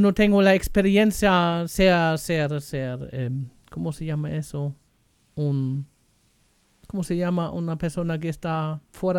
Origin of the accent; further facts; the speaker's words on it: Germany; también de Alemania, porque soy alemán y claro, vas a ver noticias en alemán o leyendo